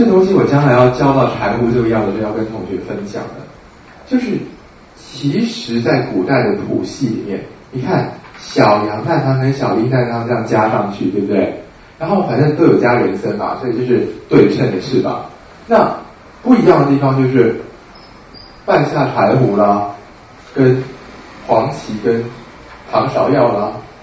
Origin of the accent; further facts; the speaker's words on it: Guangdong, China; 像我们广东人很喜欢两个村庄械斗啊